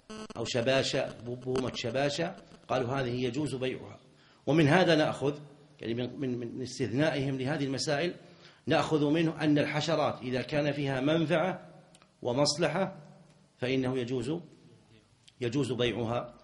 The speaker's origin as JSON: {"language": "Arabic", "region": "Najd", "country": "Saudi Arabia", "said": "لكنهم سابقا وعندنا في نجد كانوا إذا أرادوا أن يبيعوا المصحف"}